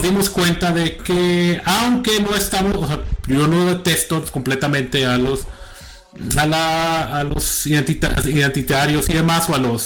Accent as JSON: {"language": "Spanish", "country": "Mexico", "said": "simplemente nosotros ambos somos mexicanos."}